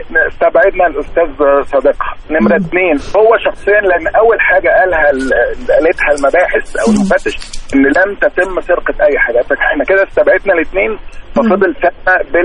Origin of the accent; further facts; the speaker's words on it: Cairo, Cairo Governorate, Egypt; انا من القاهره من التجمع